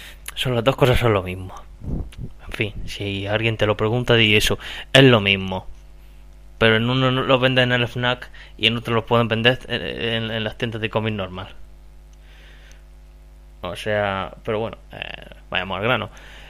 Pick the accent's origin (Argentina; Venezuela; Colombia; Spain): Spain; Region of Murcia; el murciano de Dos Frikis y un Murciano.